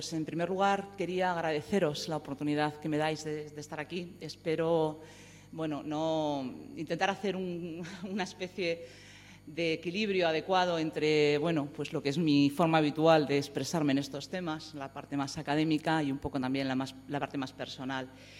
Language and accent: Spanish; Madrid, Community of Madrid, Spain; también tengo mis raíces andaluzas, sino porque efectivamente yo soy de barrio. Yo soy de un barrio, yo soy de Villaverde, un barrio de Madrid, que para los que no lo conozcáis, pues es similar en las características de Carabanchel y de otros tipos de barrios